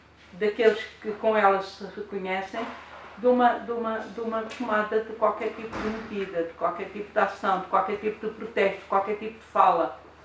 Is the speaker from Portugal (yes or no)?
no; Luanda, Angola; born there; a cidade onde eu nasci há 61 anos, não tem nada a ver com o que está aqui